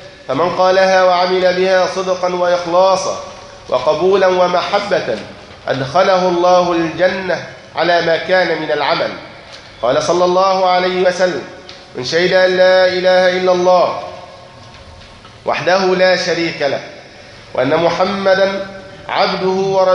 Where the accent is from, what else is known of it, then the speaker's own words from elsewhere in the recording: Egypt; يعني الإخوان عندنا في مصر